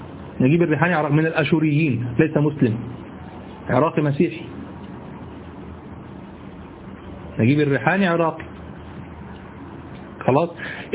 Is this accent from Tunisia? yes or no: no; Egypt; accent: Egyptian; كما تقول أنت لشخص في لهجتنا المصرية مثلا